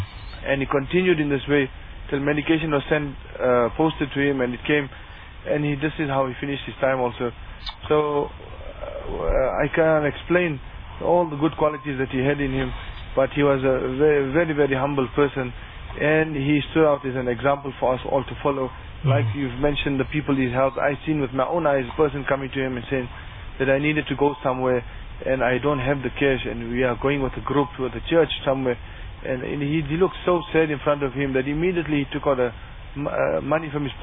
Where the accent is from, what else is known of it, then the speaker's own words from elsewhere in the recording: Bethal, Mpumalanga, South Africa; I'm from Bethal.